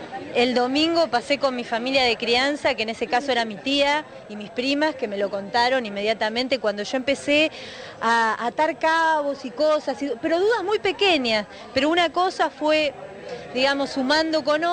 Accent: Buenos Aires, Argentina; Soy una porteña trucha yo.

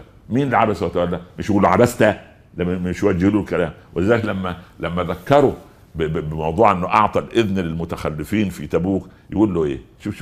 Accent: Upper Egypt, Egypt; او زي ما يقولوا الشوام وعندنا في الصعيد طنجرة ولقيت غطاها

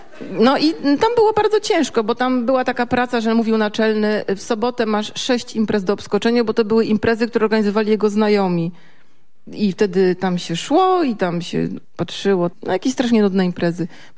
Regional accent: Gdańsk, Pomeranian Voivodeship, Poland; U mnie w Falowcu, bo ja jestem z Falowca, u mnie w Falowcu mieszkała na 10 dziennikarka

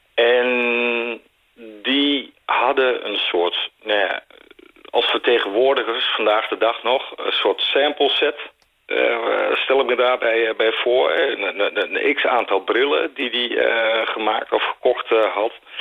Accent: Netherlands; dan zijn we Nederlanders

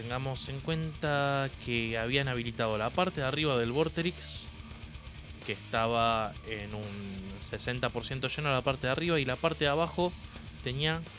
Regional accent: Argentina; Nosotros, como argentinos, conociendo el sketch, nos cagábamos de risa

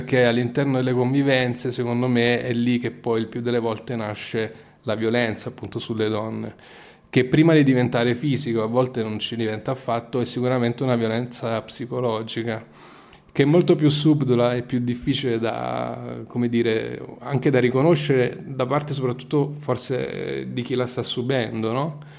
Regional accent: Naples, Campania, Italy; now in Milan, Italy; Sì, sono napoletano, classe 1980.

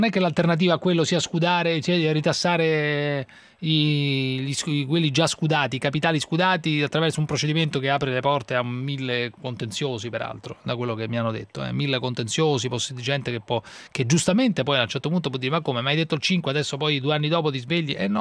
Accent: Rome, Lazio, Italy; Sì, sono romano, se non la disturba.

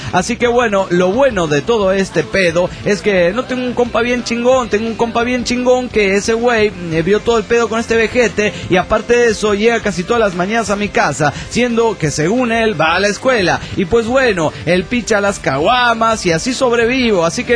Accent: Mendoza, Argentina; soy de Mendoza y soy de Argentina.

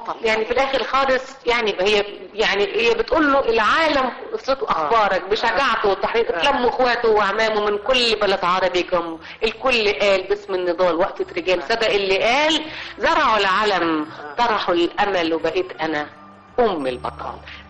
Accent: Egypt; لما بديتي تسافري وبديتي تروحي بلد وتقولي انا من مصر

